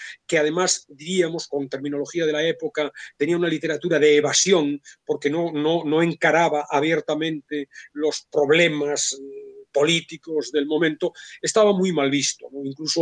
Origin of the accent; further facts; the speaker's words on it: Vigo, Galicia, Spain; yo soy de Vigo también